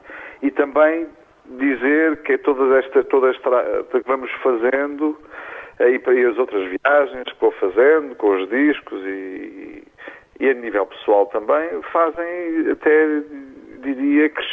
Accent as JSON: {"language": "Portuguese", "country": "Portugal", "tie": "born or raised there", "also_born_or_lived": "Iran", "said": "Passei aqui a maior parte da minha vida. Eu vim para Portugal muito pequeno, nasci no Irão, os meus pais são iranianos, mas, quer dizer, a minha identidade foi construída aqui"}